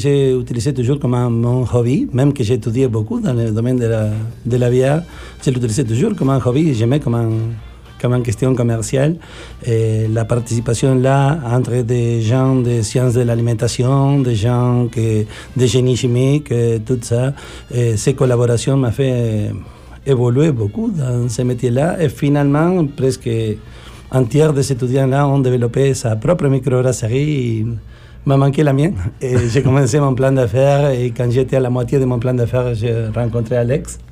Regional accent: Argentina; French is a second language; now in France; Pour mon accent bizarre, je suis originaire de l'Argentine.

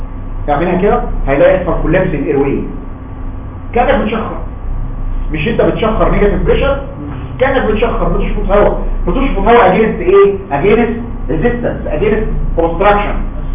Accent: Egypt; احنا فعلا مصريين لينا كاركتر مختلف عن العالم كله

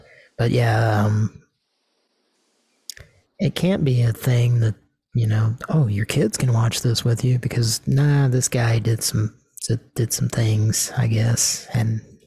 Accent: Oklahoma, United States; which is only it can only be legitimized by the fact that we're from Oklahoma.

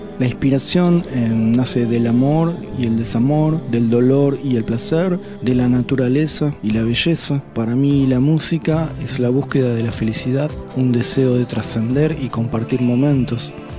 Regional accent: Quilmes, Buenos Aires Province, Argentina; also born or lived in Caleta Olivia / Río Gallegos; Nací en Capital Federal, pero me crié en Quilmes y en la Patagonia, en las ciudades de Caleta Olivia y Río Gallegos, provincia de Santa Cruz.

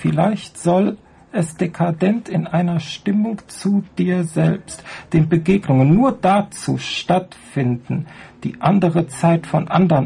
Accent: North Rhine-Westphalia, Germany; Ich bin also aus dem Rheinland, das Hinterland von Köln und Bonn, der Landkreis Erftkreis, aufgewachsen in so einer Siedlung aus den 70er Jahren.

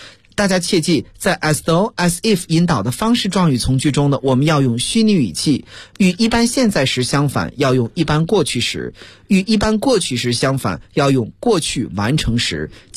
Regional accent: China; 然后呢，我们中国人是用擀面杖啊

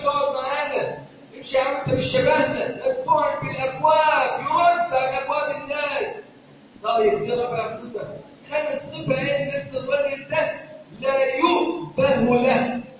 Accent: Egypt; اللهم واجعل بلدنا مصر امنا امانا سخاء رخاء

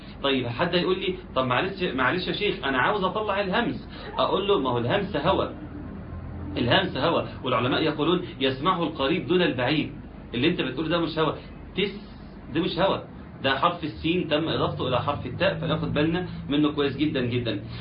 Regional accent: Egypt; يعني عندنا في مصر

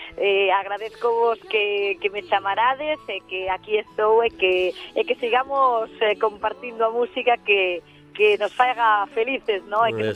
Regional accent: Galicia, Spain; eu como débolle tantos galegos de que me sinta profeta na miña terra

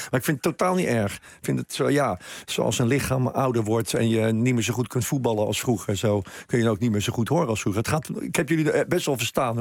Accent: Rotterdam, South Holland, Netherlands; omdat ik uit Rotterdam kom

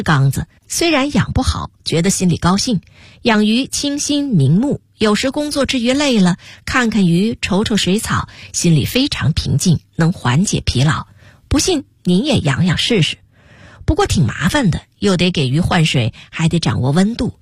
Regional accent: Northeast China, China; also born or lived in Tianjin / Beijing; 我出生在天津，很小的时候抱着到东北，也不光东北，关内、天津、北京也都走。

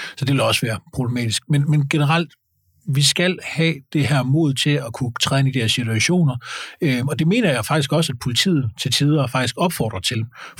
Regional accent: Jutland, Denmark; nu er jeg fra Jylland, så det vil jeg være meget påpasset med at anmelde med det.

